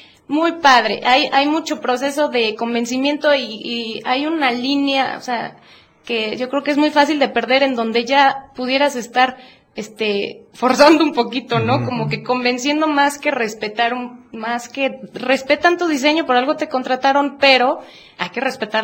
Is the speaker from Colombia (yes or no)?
no; Puebla, Mexico; Yo soy poblana.